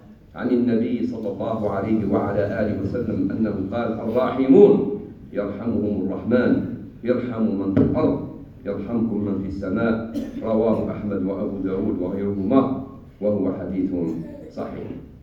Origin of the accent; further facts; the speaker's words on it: Algeria; والحمد لله في بلدنا الجزائر تبرعات قوية على مستوى الدولة ومستوى الشعب